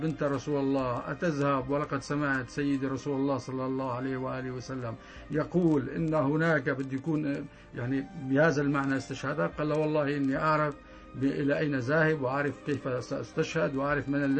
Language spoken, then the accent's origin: Arabic; Hama Governorate, Syria; بالحقيقة ضيعتنا معاه، برجع بذكر فيها، هي تقع في محافظة حما، ريف حما الشمالي